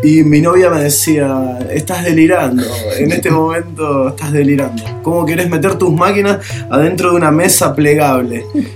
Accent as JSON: {"language": "Spanish", "region": "Buenos Aires", "country": "Argentina", "lives_now": "San Antonio de Padua, Argentina", "said": "Soy porteño, pero vivo en zona oeste. Particularmente San Antonio de Padua."}